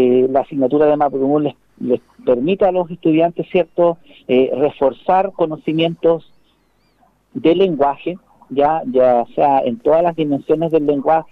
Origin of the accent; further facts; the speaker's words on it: Chile; Somos chilenos, pero somos mapuche también.